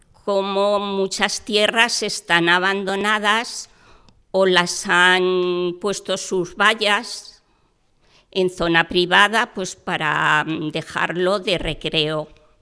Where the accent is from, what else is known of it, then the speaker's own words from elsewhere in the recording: Perales de Tajuña, Community of Madrid, Spain; born there; yo soy nacida aquí, en Perales de Tajuña